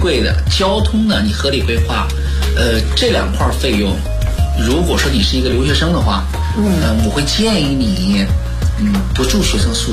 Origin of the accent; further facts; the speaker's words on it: China; 在我们中国人不是很愿意去的那种地方